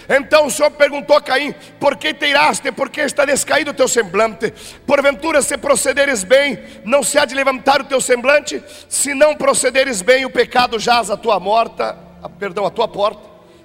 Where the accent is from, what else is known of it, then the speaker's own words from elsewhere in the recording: Rio Grande do Sul, Brazil; Eu sou gaúcho e não abro mão disso.